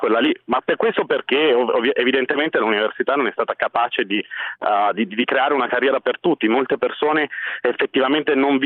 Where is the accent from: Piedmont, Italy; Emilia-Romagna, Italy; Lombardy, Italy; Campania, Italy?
Lombardy, Italy; Milan; io sono milanese di Milano e sono un tecnologo alimentare, cresciuto qui in seno a questa città.